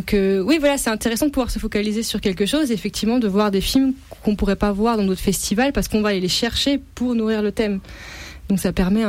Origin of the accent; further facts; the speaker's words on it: France; mais en tant que Français, on se sent à l'aise.